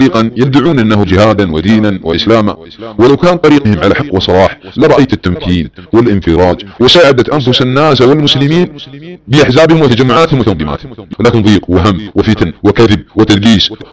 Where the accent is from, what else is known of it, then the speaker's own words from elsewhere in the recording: Saudi Arabia; سنقطع هلوستهم التي تدور على أبناء وطني في المملكة العربية السعودية وتدور على بلادنا السعودية